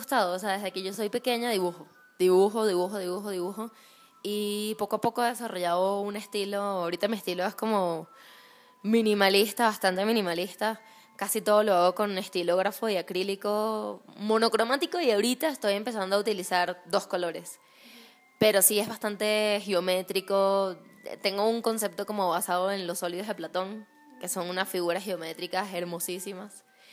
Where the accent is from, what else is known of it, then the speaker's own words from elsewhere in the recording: Venezuela; now in Mexico; soy de Venezuela, pero llevo un año, un poco más de un año viviendo aquí en México.